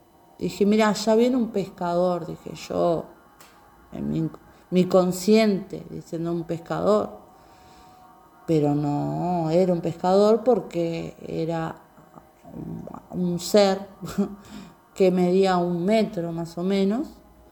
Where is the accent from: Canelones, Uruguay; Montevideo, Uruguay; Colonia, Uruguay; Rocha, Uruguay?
Canelones, Uruguay; Atlántida; soy de Atlántida. Tengo 47 años